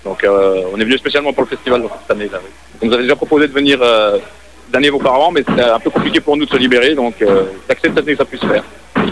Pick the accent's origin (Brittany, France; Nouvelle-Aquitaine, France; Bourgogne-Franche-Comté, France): Bourgogne-Franche-Comté, France; Montceau-les-Mines; Alors, on vient de Montceau-les-Mines, justement. Donc, c'est dans le centre de la France, c'est entre Lyon et Dijon. Voilà, centre-est.